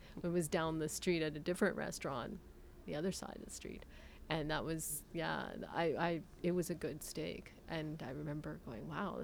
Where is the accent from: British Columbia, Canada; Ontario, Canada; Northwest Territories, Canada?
Ontario, Canada; Atikokan; I'm from Atikokan, Ontario. I grew up in Atikokan, Ontario.